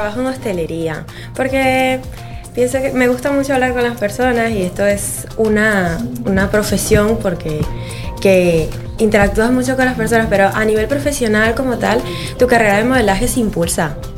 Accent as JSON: {"language": "Spanish", "country": "Venezuela", "lives_now": "Spain", "said": "Yo soy de Venezuela, sí. Venezolana."}